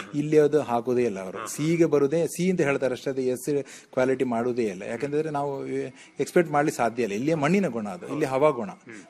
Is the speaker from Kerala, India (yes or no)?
yes; Kasaragod, Kerala, India; also born or lived in Mumbai; now in Kundapura, India; ಮೂಲತಃ ನಾನು ಕಾಸರಗೋಡ್ನವ. ನಾನು ಬಾಂಬೆಲ್ಲ ಸ್ವಲ್ಪ ಜಾಬಲ್ಲೆಲ್ಲ ಇದ್ದೆ.